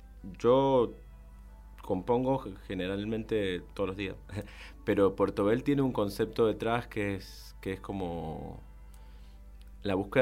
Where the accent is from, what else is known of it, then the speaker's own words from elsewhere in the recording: Colonia Segovia, Tarija, Bolivia; En Bermejo, mis pagos. O sea, yo soy de Colonia Segovia.